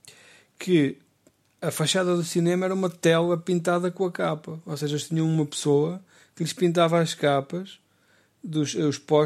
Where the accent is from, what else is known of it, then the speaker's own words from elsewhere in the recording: Centro, Portugal; na minha aldeia, que eu moro aqui, morava numa aldeia, uma vila do Baixo Mondego, conhecida pela sua pastelaria